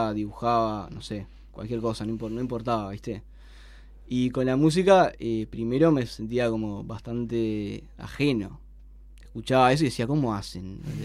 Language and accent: Spanish; Montevideo, Uruguay; No. Yo era de Uceo